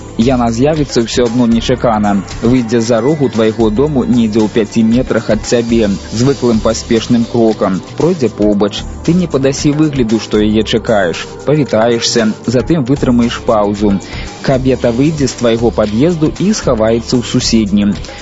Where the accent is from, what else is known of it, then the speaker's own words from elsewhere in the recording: Zhodzina, Minsk Region, Belarus; born there; Бо мой дзед быў начальнікам чыгуначнай станцыі ў Жодзіна. Мой бацька і без час жыве ў Жодзіна, і я нарадзіўся ў Жодзіна, это вот ўжо 3 пакаленні.